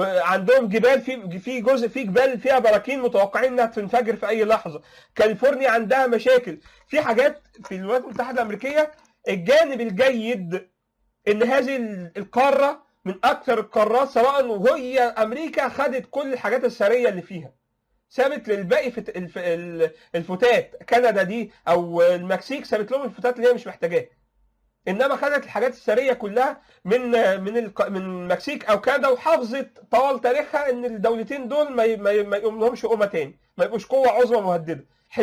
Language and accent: Arabic; Egypt; المصيبه دي لو حصلت عندنا في مصر او في العالم العربي